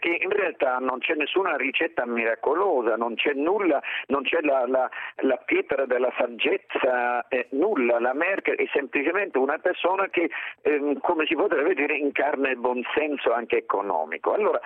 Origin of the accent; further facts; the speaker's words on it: Northern Germany, Germany; Italian is a second language; now in Italy; I danesi, che sono miei parenti, sono più a nord di me, che sono del nord della Germania